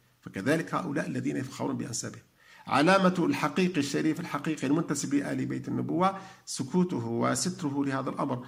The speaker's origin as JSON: {"language": "Arabic", "country": "Algeria", "said": "يتاجر به ويتوهم أن دعاءه مستجاب والناس يقصدونه، مثل ما هو عندنا في الجزائر"}